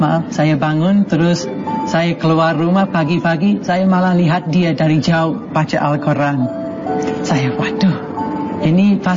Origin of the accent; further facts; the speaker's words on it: England, United Kingdom; Indonesian is a second language; now in Lumajang, Indonesia; Saya memang bukan orang sini, saya dari Inggris jauh-jauh